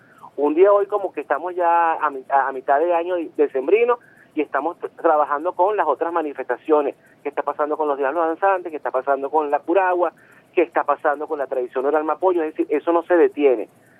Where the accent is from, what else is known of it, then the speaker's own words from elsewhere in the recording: Venezuela; nos posiciona como los venezolanos, o al menos debe hacerlo, como los venezolanos que merecemos y que queremos ser.